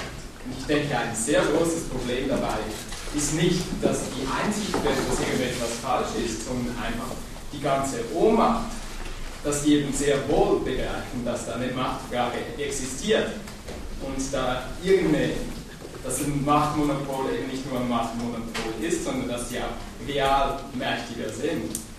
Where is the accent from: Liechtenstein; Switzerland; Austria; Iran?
Switzerland; ich komme ja aus der Schweiz